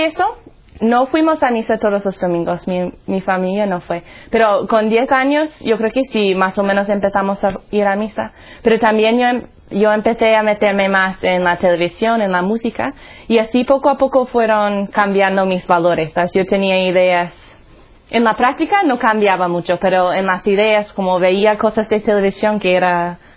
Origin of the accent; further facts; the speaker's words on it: Colorado, United States; Spanish is a second language; Pues ya se va a notar cuando hablo. Soy de los Estados Unidos, un sitio se llama Colorado. Nosotros decimos Colorado, pero sí, ¿verdad? Entonces, yo nací en una familia, bueno, más o menos católica. Mi padre era protestante, no practicante.